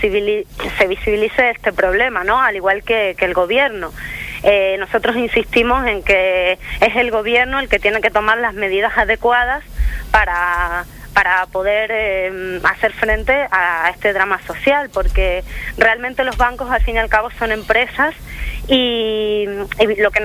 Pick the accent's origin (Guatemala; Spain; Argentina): Argentina; born there; Yo nací en Argentina.